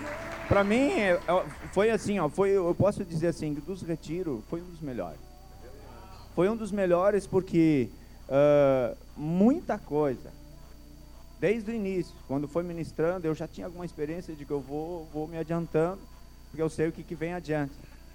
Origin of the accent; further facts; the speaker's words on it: Passo Fundo, Rio Grande do Sul, Brazil; Eu sou da cidade de Passo Fundo.